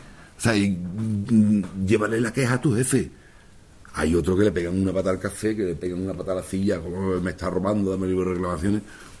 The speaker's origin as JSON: {"language": "Spanish", "town": "Seville", "region": "Andalusia", "country": "Spain", "tie": "born there", "moved": "as an adult", "lives_now": "Catalonia, Spain", "said": "Yo nací en Sevilla, cuando me vine a Cataluña, yo era un empleado de Telefónica"}